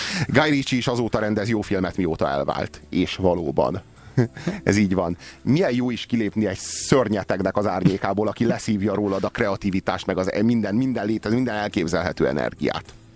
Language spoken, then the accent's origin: Hungarian; Romania; én ott nőttem fel, mármint Romániában, a Ceausescu érában.